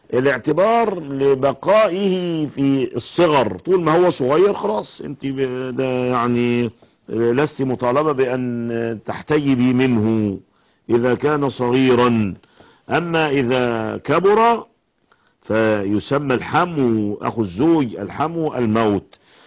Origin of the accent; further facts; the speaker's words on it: Egypt; أن يحفظ بلادنا مصر